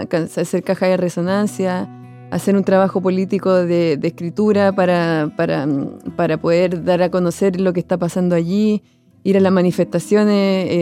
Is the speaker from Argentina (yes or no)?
no; Chile; yo que provengo de Chile y que yo, bueno, he trabajado mucho en territorio mapuche, en Gualmapu, y que, bueno, y yo soy chilena